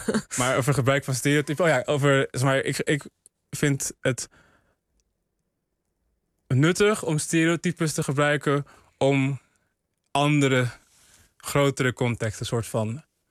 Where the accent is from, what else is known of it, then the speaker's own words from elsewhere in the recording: Ghana; die man kwam mij voor als een Surinaamse man. Ik was Ghanees.